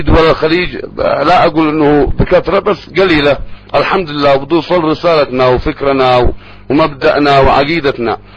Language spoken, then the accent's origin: Arabic; Sanaa, Amanat Al Asimah, Yemen; ألحان ما عرفت عندنا في صنعاء، مثلا في ليمة، في الحديدة، في حضرموت